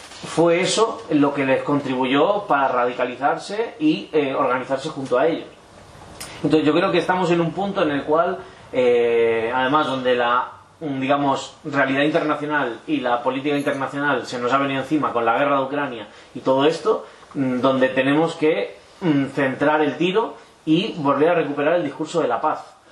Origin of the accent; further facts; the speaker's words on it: Tulkarm, West Bank, Palestine; En mi pueblo, que es Tulkarem, antes nunca no había mucha lucha armada